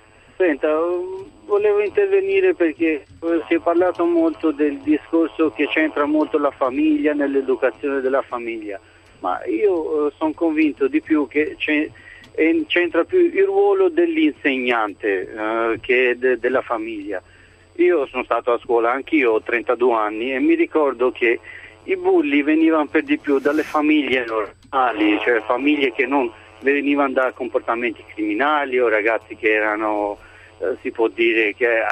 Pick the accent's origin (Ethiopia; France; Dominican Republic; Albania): Albania; now in Italy; io le dico, vengo dall'Albania.